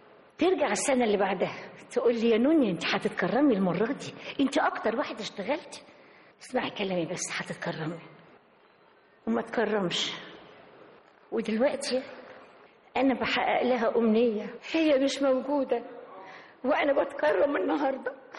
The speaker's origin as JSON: {"language": "Arabic", "country": "Egypt", "tie": "born or raised there", "said": "بشكر بلدي مصر اللي تربيت من خيرها،"}